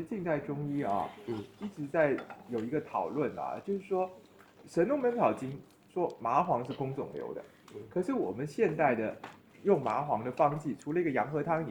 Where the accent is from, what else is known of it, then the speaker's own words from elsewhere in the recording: Taiwan; 我们台湾人会是，就是有一个说是这个人很硬